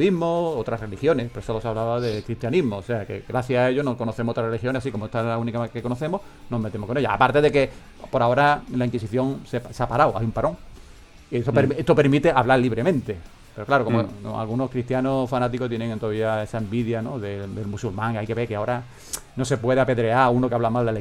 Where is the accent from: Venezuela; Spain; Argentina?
Spain; ten cojones, soy español